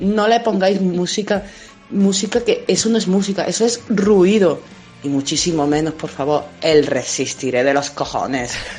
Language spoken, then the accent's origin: Spanish; Córdoba, Andalusia, Spain; now in Torelló, Spain; soy de Córdoba, vivo en Torelló, la comarca de Osona de Barcelona